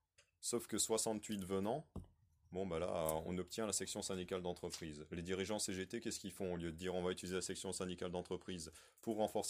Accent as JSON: {"language": "French", "town": "Mulhouse", "region": "Grand Est", "country": "France", "said": "donc je viens de Mulhouse"}